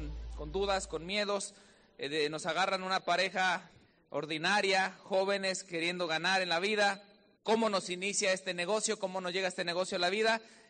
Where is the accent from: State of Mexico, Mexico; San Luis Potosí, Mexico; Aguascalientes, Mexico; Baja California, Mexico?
Aguascalientes, Mexico; now in Palmdale, United States; yo soy ahí originario de Aguascalientes, México, y nos venimos a encontrar. Llega acá mi papá, después por cosas del destino nos movemos a Palmdale, California